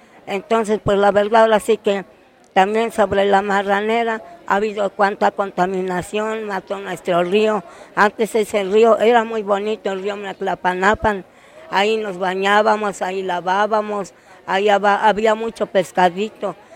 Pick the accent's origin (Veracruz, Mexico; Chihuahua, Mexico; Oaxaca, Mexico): Oaxaca, Mexico; Santa María Zacatepec; nosotros somos de Pueblos Unidos, yo soy del municipio de Santa María Zacatepec.